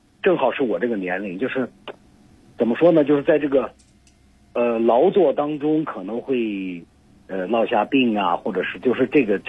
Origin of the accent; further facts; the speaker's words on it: Xinjiang, China; 对，我是西北人，我生长在新疆。